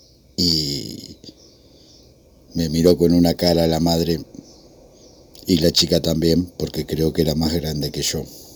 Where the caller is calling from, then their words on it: Lanús, Buenos Aires Province, Argentina; de Lanús.